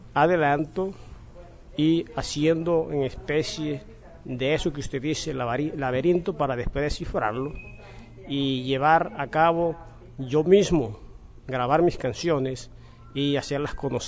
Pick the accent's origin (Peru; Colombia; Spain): Colombia; Valledupar, Cesar; Vengo de Valledupar, soy compositor, canto vallenato